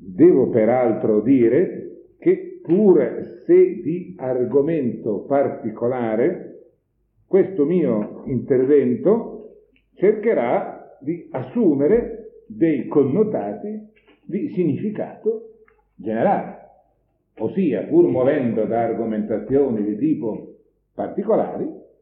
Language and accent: Italian; Bologna, Emilia-Romagna, Italy; io stesso sono bolognese di nascita, voglio dire di formazione